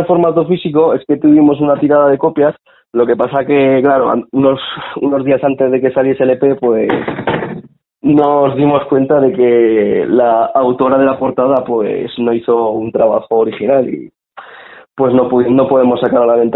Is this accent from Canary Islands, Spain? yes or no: no; Tudela, Navarre, Spain; Pues a ver, somos unos chavales de Tudela